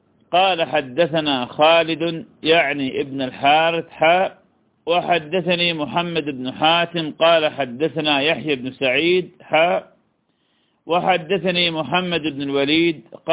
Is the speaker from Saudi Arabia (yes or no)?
no; Iraq; accent: Iraqi; هو ما يسمى بالكلب المشلوب بلهجتنا العراقية